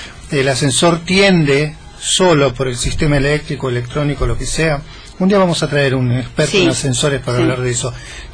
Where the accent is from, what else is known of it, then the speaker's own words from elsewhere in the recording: Argentina; Pero nosotros somos argentinos, estamos acostumbrados